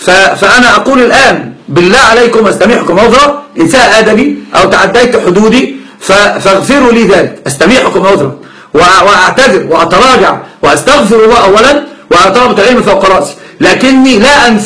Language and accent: Arabic; Upper Egypt, Egypt; زي الصعيدة اللي عندنا، أنا صعيدي أيضا.